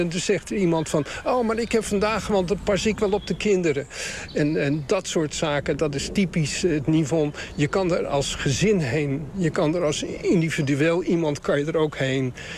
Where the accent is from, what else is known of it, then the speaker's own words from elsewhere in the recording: Rotterdam, South Holland, Netherlands; Ik kom eigenlijk uit Rotterdam en daar woonde ik en daar was ik als Nivon jongere.